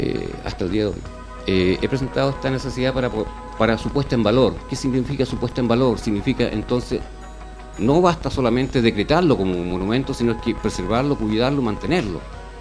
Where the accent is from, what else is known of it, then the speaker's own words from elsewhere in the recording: La Reina, Santiago Metropolitan, Chile; also born or lived in Ñuñoa; Yo no soy nacido ni criado en Puente Alto. Yo vengo de La Reina.